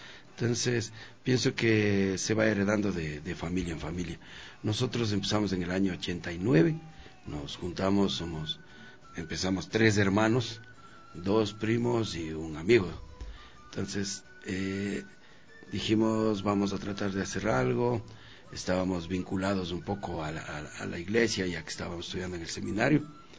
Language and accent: Spanish; Zambiza, Pichincha, Ecuador; venimos de Zambiza, hemos tenido las raíces de gente que ha triunfado en la música